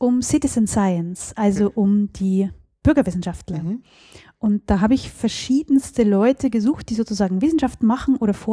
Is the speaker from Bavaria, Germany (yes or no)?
yes; Dürnhardt, Bavaria, Germany; Ich komme aus einem sehr kleinen Dorf in Niederbayern, das heißt Dürnhardt. Das hat 200 Einwohner.